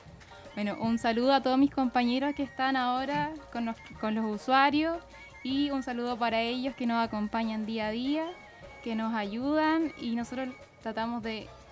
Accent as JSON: {"language": "Spanish", "town": "Talcahuano", "region": "Biobío", "country": "Chile", "said": "Yo soy de Talcahuano."}